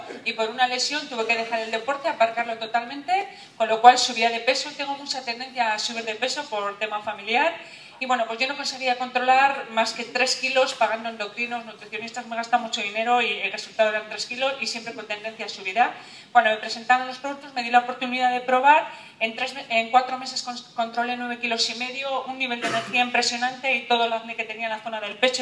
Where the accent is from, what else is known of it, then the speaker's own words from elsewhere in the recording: Santurtzi, Basque Country, Spain; vengo de Santurce, tengo 45 años